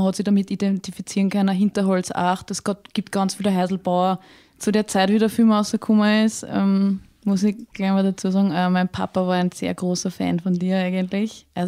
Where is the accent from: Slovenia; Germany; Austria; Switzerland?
Austria; Würmla, Lower Austria; Und ich komme ursprünglich aus Würmler.